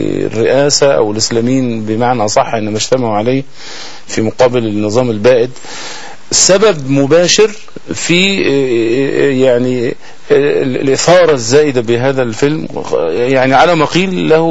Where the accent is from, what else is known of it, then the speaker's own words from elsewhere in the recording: Egypt; لنا كمصريين محبين للنبي صلى الله عليه وسلم